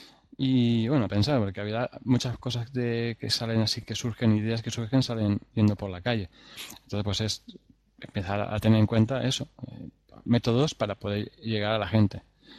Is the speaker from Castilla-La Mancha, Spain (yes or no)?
yes; Caudete, Castilla-La Mancha, Spain; Mi pueblo es Caudete, o sea, pongo un vídeo que ponga Caudete